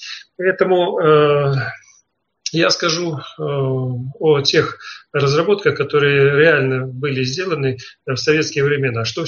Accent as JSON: {"language": "Russian", "country": "Belarus", "tie": "born or raised there", "lives_now": "Poland", "said": "я проживаю в Польше, родом я из Белоруссии"}